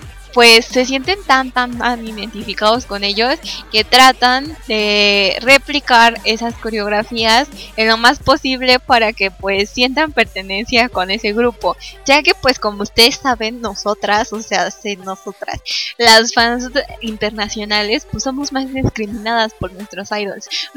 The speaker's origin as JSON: {"language": "Spanish", "country": "Mexico", "said": "yo soy de México"}